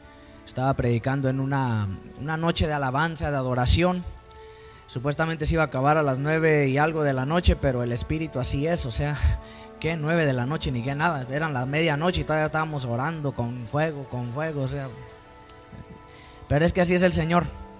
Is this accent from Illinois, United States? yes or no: no; California, United States; en mi tierra, en California, ¿verdad? En Los Ángeles, por allá en el área de San Bernardino.